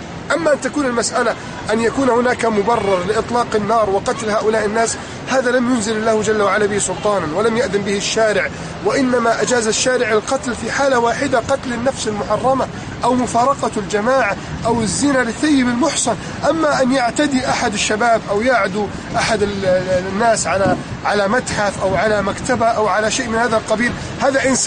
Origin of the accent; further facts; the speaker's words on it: Egypt; وحفظ الله بلدي مصر